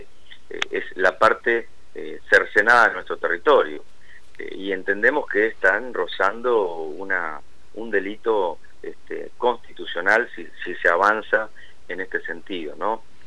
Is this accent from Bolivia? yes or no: no; Argentina; como argentinos, digamos